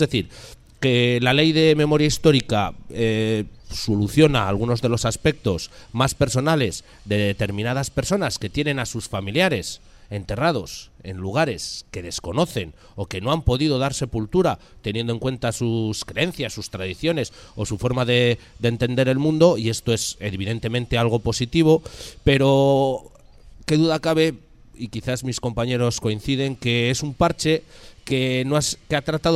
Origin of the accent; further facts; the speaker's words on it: Burgos, Castile and León, Spain; provengo de un lugar bastante complicado en este aspecto. Yo vengo del Burgos, de la capital de la cruzada. Bueno, mi cuna es el barrio de Gamonal